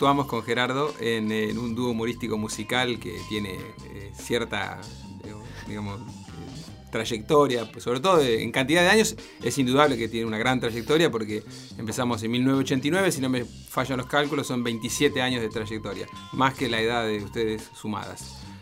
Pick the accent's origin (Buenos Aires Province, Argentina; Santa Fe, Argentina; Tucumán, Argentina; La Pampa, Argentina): Buenos Aires Province, Argentina; Saldungaray; yo de muy chico con mis viejos en mi pueblo, Saldungaray.